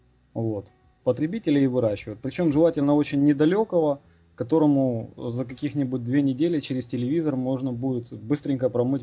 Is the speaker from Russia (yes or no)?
no; Ukraine; поскольку я сам тоже живу, родился и вырос в Украине